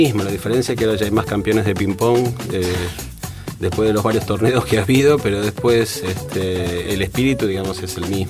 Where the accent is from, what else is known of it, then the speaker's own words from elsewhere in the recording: Argentina; moved away; Me fui de Argentina en 1989.